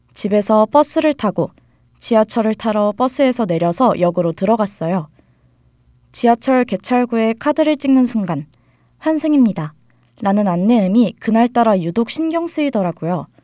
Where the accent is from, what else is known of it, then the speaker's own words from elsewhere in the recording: Seoul, South Korea; 저는 서울에서 태어나 쭉 살아온 한양대학교 학생이에요.